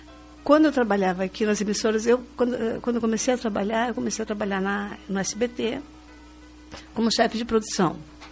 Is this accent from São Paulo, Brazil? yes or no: no; Cascavel, Paraná, Brazil; also born or lived in Santa Catarina / São Leopoldo; Eu nasci mesmo em Santa Catarina, mas eu nasci, minha família mudou muito cedo para Cascavel. Aí eu morei até os 16 anos em Cascavel, quando eu fui para São Leopoldo para fazer faculdade.